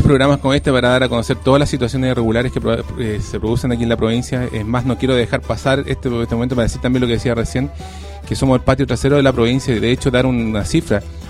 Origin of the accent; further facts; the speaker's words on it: Cabildo, Valparaíso, Chile; O sea, aquí yo soy de Cabildo, pero aquí en La Ligua también hay concejales